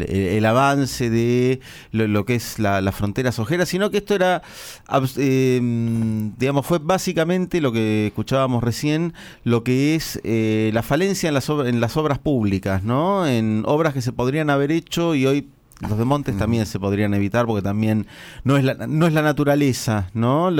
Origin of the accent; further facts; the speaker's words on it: La Plata, Buenos Aires Province, Argentina; pero somos de La Plata, donde tuvimos hace...